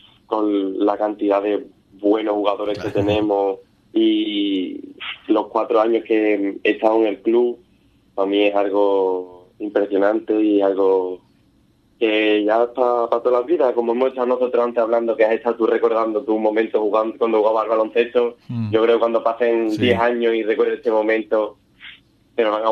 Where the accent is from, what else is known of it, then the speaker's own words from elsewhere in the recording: Ubrique, Andalusia, Spain; soy de Ubrique y que estoy jugando en tercera fed, pues a mí me enorgullece cuando voy por ahí y digo que soy de Ubrique.